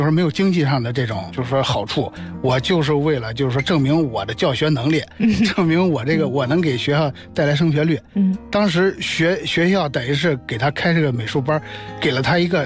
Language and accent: Chinese; Xuzhou, Jiangsu, China; 在当时我们家乡徐州那边相当有名